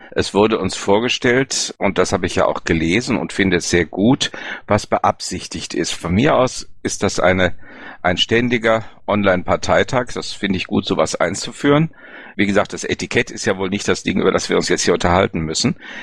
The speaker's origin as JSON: {"language": "German", "region": "North Rhine-Westphalia", "country": "Germany", "said": "und ich komme aus Ostwestfalen-Lippe, auch hier gibt es Orte"}